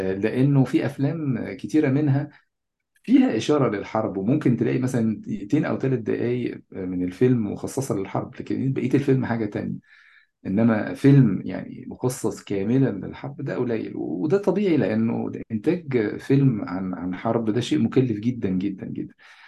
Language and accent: Arabic; Egypt; يعني تصوراتنا كمصريين بشكل عام عن فلسطين عادة تصورات مضحكة جدا